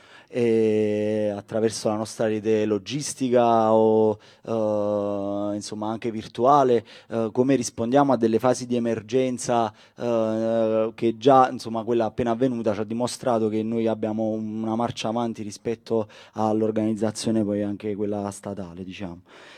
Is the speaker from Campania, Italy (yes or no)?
yes; Casoria, Campania, Italy; vengo da Casoria, un comune nell'area nord di Napoli.